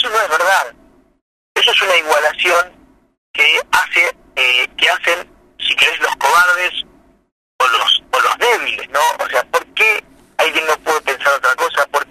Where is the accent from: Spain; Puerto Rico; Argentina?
Argentina; Santa Rosa, La Pampa; Yo nací en Santa Rosa, nací en el 70, así que tengo 49 años, y viví toda mi infancia y mi adolescencia ahí. Fui a la escuela 2, en la escuela pública